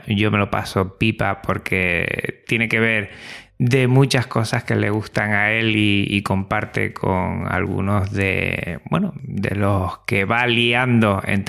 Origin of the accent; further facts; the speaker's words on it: Tenerife, Canary Islands, Spain; Exacto, yo soy de Tenerife, pero yo me voy a la otra isla y nos vemos allí.